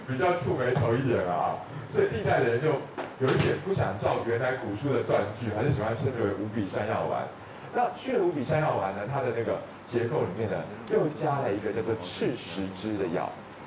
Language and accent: Chinese; Taiwan; 就我们台湾人胃跟大陆人胃还是有差。